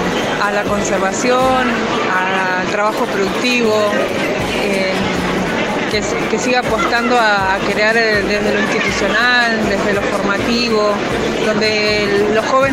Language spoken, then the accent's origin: Spanish; Epuyén, Chubut, Argentina; Yo nací y viví toda mi vida acá, hace 38 años que estoy en Empuyén.